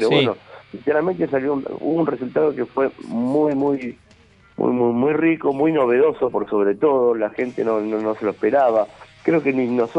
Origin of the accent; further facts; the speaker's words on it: Claypole, Buenos Aires Province, Argentina; los que vivimos más cerca es Norberto Oviedo, el guitarrista, y yo, somos de acá de Claypole.